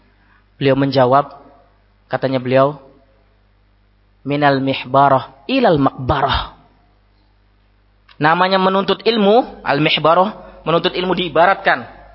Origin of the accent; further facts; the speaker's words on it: Java, Indonesia; saya bukan orang Sulawesi, orang Jawa. Ma, puang, saya sudah sepuh, sudah senja.